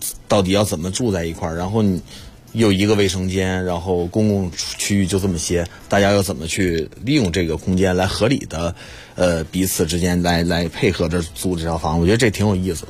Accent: Northeast China, China; 我因为身为一个东北人，我特别希望回家以后宠物是特别粘着我的

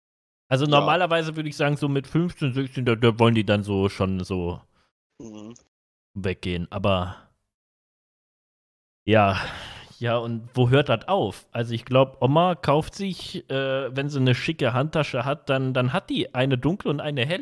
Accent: North Rhine-Westphalia, Germany; Aber ich komme auch aus, also ich komme auch aus NRW, ich komme jetzt nicht irgendwie Eifelgegend oder Sauerland oder irgendwo, wo jetzt richtig Schnee und Eis ist, ne?

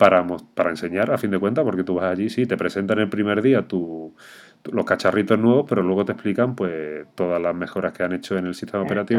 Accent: Andalusia, Spain; la cervecita típica, que tanto tú y yo que somos andaluces tanto nos gusta

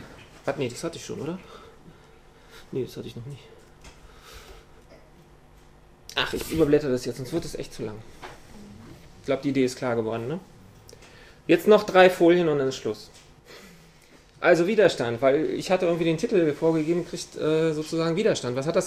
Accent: Berlin, Germany; Zwei Beispiele, ich komme aus Berlin

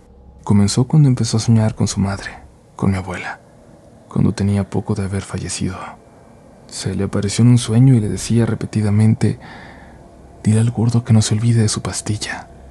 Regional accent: Honduras; soy de Honduras. Acá el Día de las Madres se celebra el segundo domingo de mayo

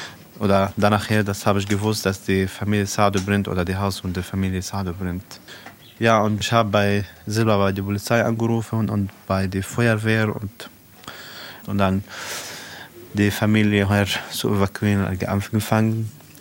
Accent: South Governorate, Lebanon; German is a second language; now in Germany

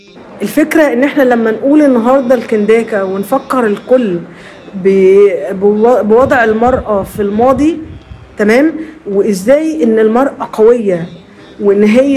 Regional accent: Aswan Governorate, Egypt; يعني مثلا احنا عندنا في النوبة في شيء مش موجود اعتقد في يعني في اماكن كتير في العالم

